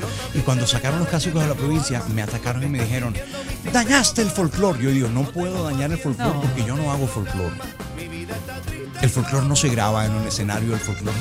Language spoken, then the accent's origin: Spanish; Caribbean Region, Colombia; accent: costeño; now in Bogotá, Colombia; yo llevo 51 años viviendo en Bogotá y hablo como costeño.